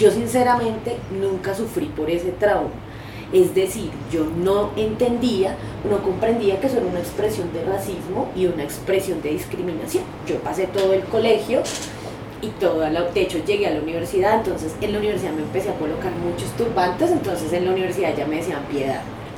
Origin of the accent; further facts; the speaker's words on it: Bogotá, Colombia; yo pasé mi infancia en Bogotá, donde hay unos altos niveles de racismo escolar